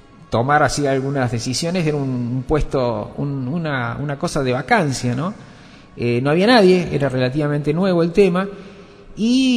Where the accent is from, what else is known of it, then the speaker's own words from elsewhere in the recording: Córdoba, Argentina; yo soy cordobés. No se nota en la tonada porque yo la he perdido de tantos años. Junto con el pelo perdí la tonada.